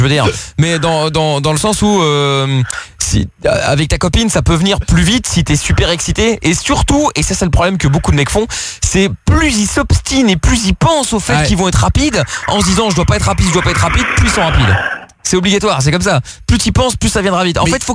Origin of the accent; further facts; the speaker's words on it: Portugal; Pourtant, je suis portugais, moi